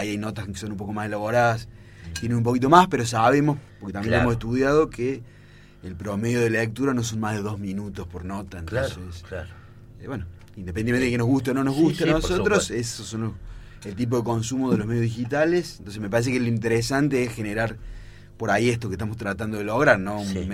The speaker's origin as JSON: {"language": "Spanish", "region": "Córdoba", "country": "Argentina", "said": "No, soy de Córdoba."}